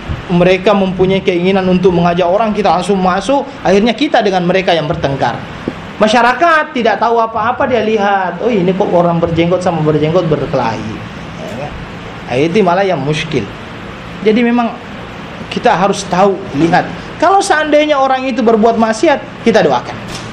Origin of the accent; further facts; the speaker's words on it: South Sulawesi, Indonesia; Jadi di daerah saya itu ada satu pulau, namanya pulau Kodingare, di tempat di dekat-dekat dengan kampung saya lah.